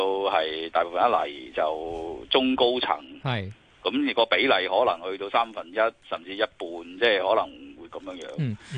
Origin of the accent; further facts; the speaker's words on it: Hong Kong; 咁我改變到我係香港人呢個咁嘅個身份噶嘛？